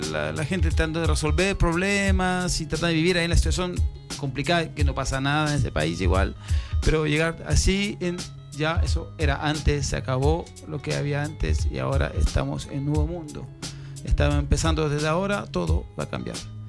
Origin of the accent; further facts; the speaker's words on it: France; Spanish is a second language; yo nunca he sentido, por ejemplo, en mi país, en Francia